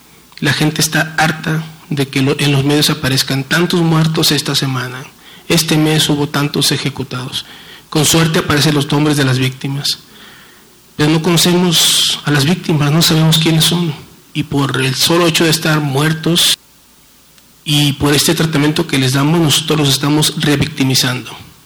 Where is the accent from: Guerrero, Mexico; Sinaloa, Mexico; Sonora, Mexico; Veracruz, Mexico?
Sinaloa, Mexico; Culiacán; sobre todo de donde yo vengo, tenemos cerca de 100 años conviviendo con el asunto de las drogas en Culiacán.